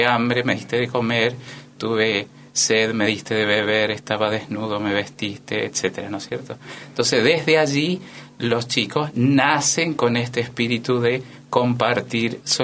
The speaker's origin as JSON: {"language": "Spanish", "town": "Eugenio Bustos", "region": "Mendoza", "country": "Argentina", "said": "Venimos de la provincia de Mendoza, a 100 kilómetros de la capital está el departamento San Carlos, y que es la villa de cabecera del departamento donde reside el municipio y desde donde se gobierna todo el departamento. El pueblo en concreto se llama Eugenio Bustos"}